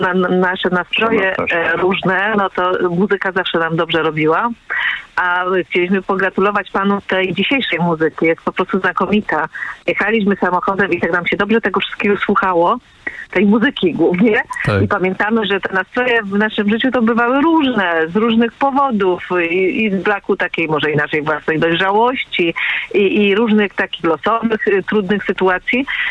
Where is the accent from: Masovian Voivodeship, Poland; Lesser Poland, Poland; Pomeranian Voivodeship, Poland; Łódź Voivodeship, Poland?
Lesser Poland, Poland; Nowy Sącz; bo my jesteśmy tutaj z okolic Nowego Sącza